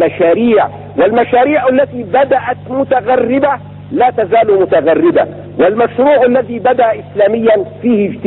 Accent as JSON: {"language": "Arabic", "town": "Cairo", "region": "Cairo Governorate", "country": "Egypt", "said": "آخر ما صنعوا عندنا في القاهرة"}